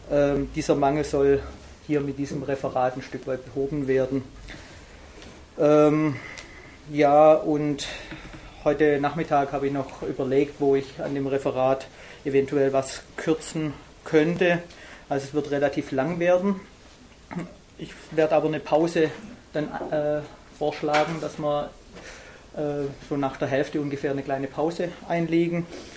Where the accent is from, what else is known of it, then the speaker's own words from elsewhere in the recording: Baden-Württemberg, Germany; accent: Swabian; einfach meinen schönen schwäbischen Dialekt der Nachwelt zu erhal